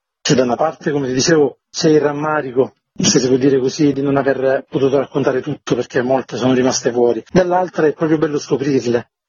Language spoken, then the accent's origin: Italian; Sicily, Italy; now in Umbria, Italy; io sono siciliano ma vivo in Umbria ormai da diversi anni.